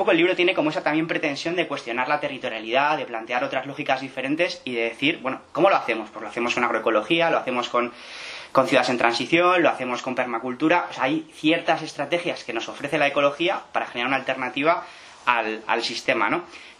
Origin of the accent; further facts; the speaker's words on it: Madrid, Community of Madrid, Spain; now in Pamplona, Spain; yo, aunque vivo en Iruña, soy madrileño